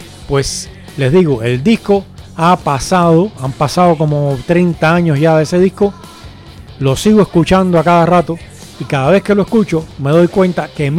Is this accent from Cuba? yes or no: yes; Cuba; Me gustaría, como buen cubano, siempre se piensan estas cosas